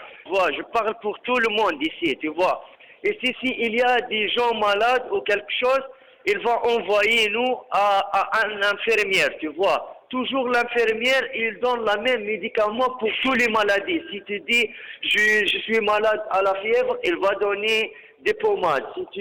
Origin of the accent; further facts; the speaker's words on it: Iraq; French is a second language; moved away; J'ai quitté mon pays, tu vois. Moi, je venais de l'Irak.